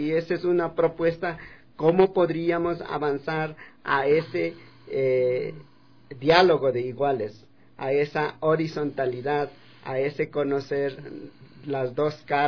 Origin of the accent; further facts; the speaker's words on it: Calpi, Chimborazo, Ecuador; como Calpis, de donde yo vengo